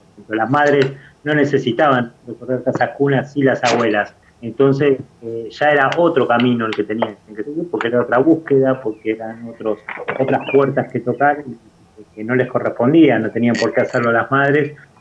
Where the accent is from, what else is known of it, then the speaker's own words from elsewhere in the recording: Campo de Mayo, Buenos Aires Province, Argentina; born there; la gestación haya sido dentro del centro clandestino de detención, que fue Campo de Mayo, donde ellos estuvieron detenidos, que fue el lugar donde yo nací también.